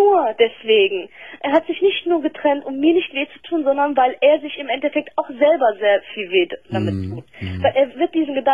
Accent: Turkey; ich bin Türkin.

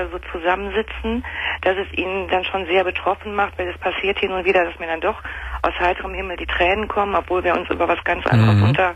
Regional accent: Rhineland, Germany; born there; und ich bin geborene Rheinländerin.

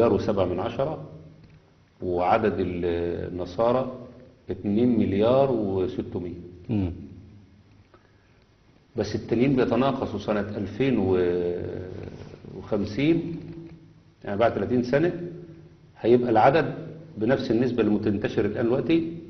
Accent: Egypt; يعني احنا عندنا في مصر على مدار مثلا 30 سنة

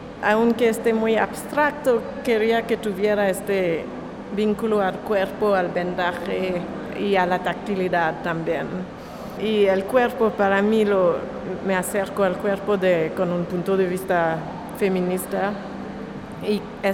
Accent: Montreal, Quebec, Canada; Spanish is a second language; now in New York, United States; soy de Montreal, de Canadá, pero vivo en Nueva York

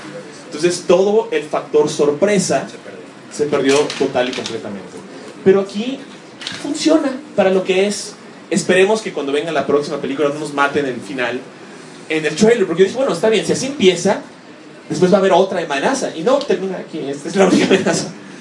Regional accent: United States; now in Mexico City, Mexico; yo crecí mucho en los Estados Unidos. Entonces, mi idea es como que muy estadounidense. Cuando vine a vivir aquí al DF, que fue hace unos años

